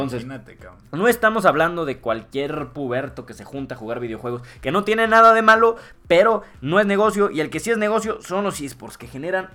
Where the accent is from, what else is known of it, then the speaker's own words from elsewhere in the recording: Mexico; Como buenos mexicanos, la década empieza cuando nosotros querramos